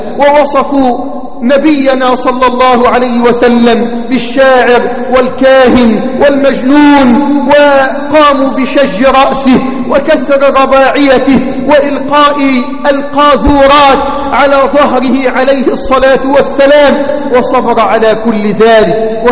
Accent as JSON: {"language": "Arabic", "country": "Egypt", "said": "اللهم احفظ بلدنا مصر من كل سوء وسائر بلاد الإسلام."}